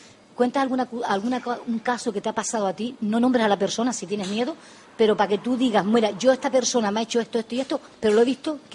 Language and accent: Spanish; Canary Islands, Spain; Y yo siendo de Gran Canaria